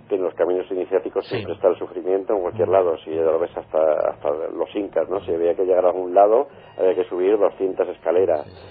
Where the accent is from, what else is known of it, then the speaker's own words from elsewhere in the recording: Spain; Yo no les voy a decir ni que soy español ni nada.